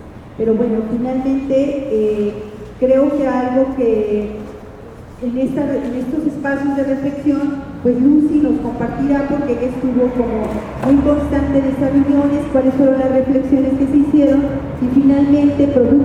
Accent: Mexico City, Mexico; Bueno, como ya nos presentamos, pues sí, somos de la Ciudad de México.

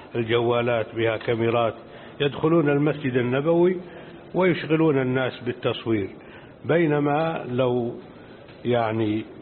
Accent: Jordan; وعندنا في الأردن إذا أضاع أحدنا شيئا أو سرق منه

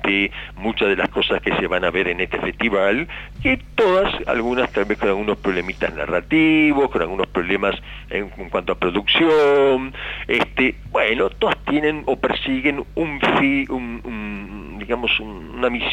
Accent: Uruguay; yo soy auténticamente uruguayo, le digo por aquellos que piensan que soy uruguayo, y además de origen napolitano, no pude ser italiano.

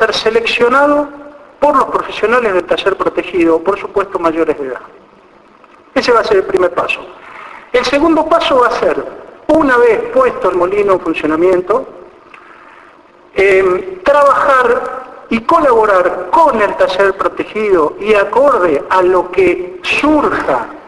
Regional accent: Alvear, Argentina; moved away; Yo soy de Alvear, he nacido en Alvear, por cuestiones fortuitas me fui a vivir a otro lado, pero mi raíz está en Alvear.

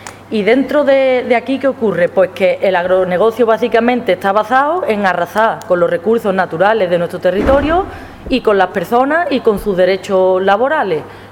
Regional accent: Escacena del Campo, Andalusia, Spain; yo soy de Escacena del Campo, un pueblecito de Huelva, y soy de jornaleras de Huelva en Lucha.

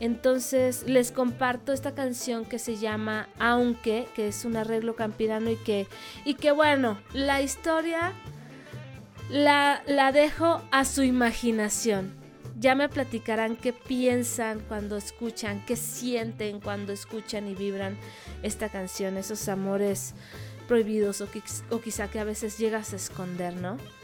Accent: Saltillo, Coahuila, Mexico; Yo crecí en Saltillo, Coahuila, me considero norteña de corazón y realmente crecí escuchando música norteña.

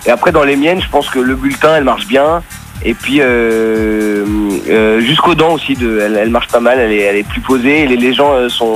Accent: Paris, Île-de-France, France; moi je suis parisien, donc c'est un peu le cœur de Paris, Ménilmontant

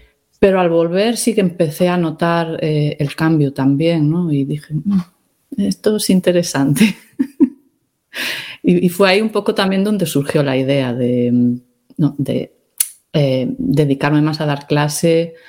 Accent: Pontevedra, Galicia, Spain; Yo en mi vida había visto un peregrino pasando por Pontevedra. Cuando era pequeña, cuando estaba creciendo tal en Pontevedra, ni veíamos peregrinos

